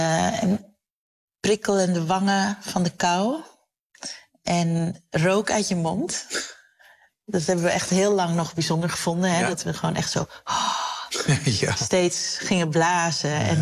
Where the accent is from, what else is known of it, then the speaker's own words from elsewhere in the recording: Koraal Specht, Curaçao; born there; Ik werd in Koraalspecht geboren. Zo'n echte typische Curaçaose wijk.